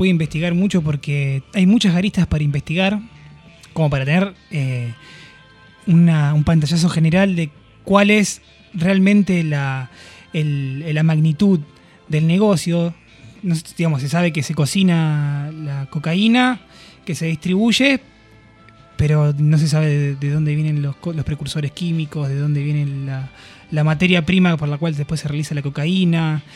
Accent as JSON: {"language": "Spanish", "town": "Rosario", "region": "Santa Fe", "country": "Argentina", "said": "Pasa que yo soy de Rosario y el narcotráfico en Rosario básicamente es una industria de las más dinámicas que hay en la ciudad."}